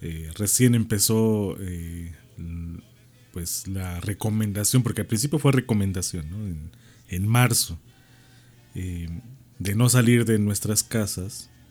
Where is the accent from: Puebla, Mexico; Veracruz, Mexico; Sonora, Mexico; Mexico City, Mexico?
Puebla, Mexico; Como aquí en Puebla, aunque se festeja el 20 de noviembre, pero todos los que somos poblanos decimos que no es el 18